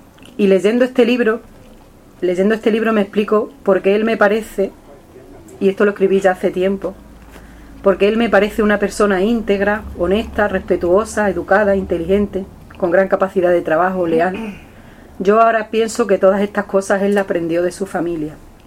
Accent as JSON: {"language": "Spanish", "town": "Fuentes de León", "region": "Extremadura", "country": "Spain", "tie": "born or raised there", "said": "una majá en Zufre o en mi pueblo, que es Fuentes de León, es un lugar donde se guardan animales"}